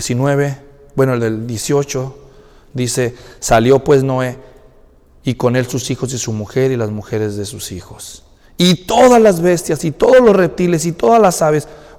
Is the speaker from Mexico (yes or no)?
yes; Mexico; ni moronga los que somos mexicanos.